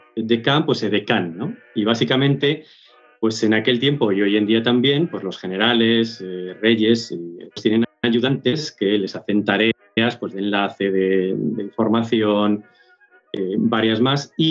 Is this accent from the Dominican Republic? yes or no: no; Castile and León, Spain; yo soy de Salamanca y bueno, pues mi pueblo está muy cerquita de los Arapiles, lo conozco bien, trabajo mucho allí.